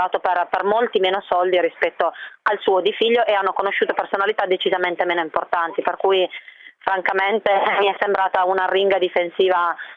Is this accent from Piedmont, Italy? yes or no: yes; Piedmont, Italy; io sono piemontese